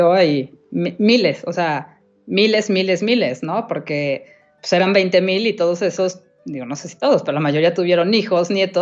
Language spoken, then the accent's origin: Spanish; Mexico; en mi caso soy completamente mexicana, ¿no? O sea, no, ni siquiera mi papá nunca habló ni con palabras españolas ni nada. Mi abuelo evidentemente sí, y hablaba aparte con acento andaluz y era muy chistoso, pero nosotros para nada.